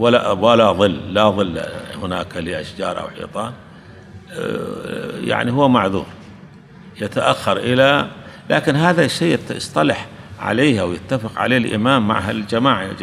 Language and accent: Arabic; Kuwait; لكن هنا عندنا بالكويت العصر أشد من الظهر